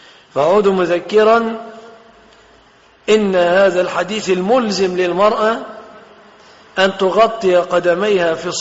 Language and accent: Arabic; Egypt; الخمار الذي هو موصوف في بلادنا مصر